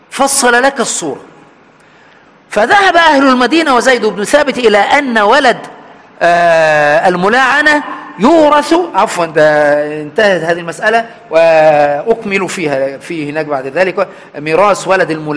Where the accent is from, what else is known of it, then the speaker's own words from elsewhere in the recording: Aswan Governorate, Egypt; عندنا في أسوان